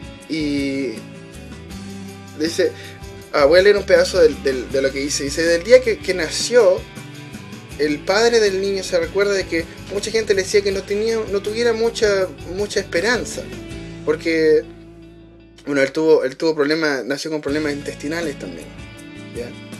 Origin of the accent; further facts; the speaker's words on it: Chile; yo sé que en mi país, en Chile, no sé por qué razón nos importa tanto lo que piensan los gringos.